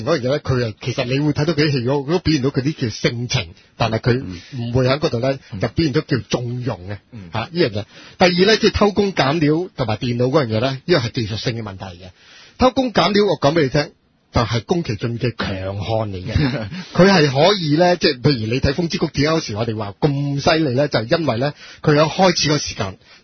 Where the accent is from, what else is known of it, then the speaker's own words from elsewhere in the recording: China; 我上個身啦，我係中國人嚟噶。